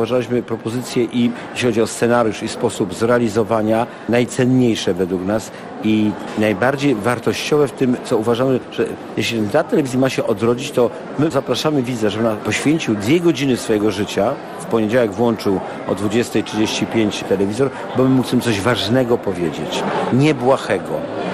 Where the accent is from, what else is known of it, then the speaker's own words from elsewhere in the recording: Legnica, Lower Silesian Voivodeship, Poland; Ja się wychowałem przy ich koszarach i ja mówię po prostu tylko prawdę.